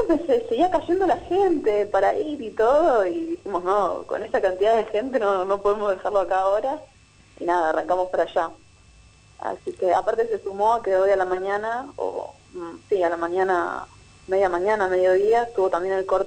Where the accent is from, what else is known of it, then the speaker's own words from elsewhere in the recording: Flores, Buenos Aires, Argentina; Nosotros somos de Flores.